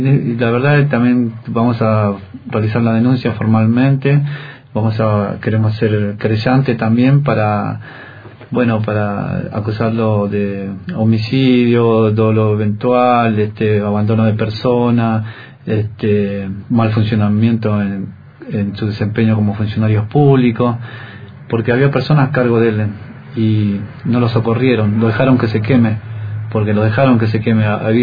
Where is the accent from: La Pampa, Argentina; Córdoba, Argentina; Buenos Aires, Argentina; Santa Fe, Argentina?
Buenos Aires, Argentina; also born or lived in Jujuy; Nosotros somos de Buenos Aires, somos nacidos en Jujuy, pero estamos viviendo en Buenos Aires, estamos viviendo ahora, más precisamente en Bajo Flores, en la mediación de la Villa 1114.